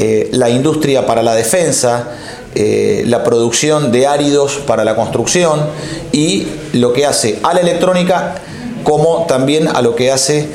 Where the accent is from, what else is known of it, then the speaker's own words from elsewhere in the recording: Argentina; no somos los argentinos los protagonistas de nuestras propias actividades y de nuestro propio devenir histórico